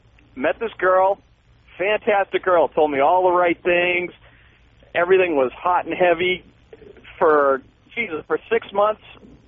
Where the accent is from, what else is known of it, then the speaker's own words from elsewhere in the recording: Boston, Massachusetts, United States; now in Phoenix, United States; Well, I'm from Boston originally. I just moved out here, and a coworker of mine turned me on to your station and your show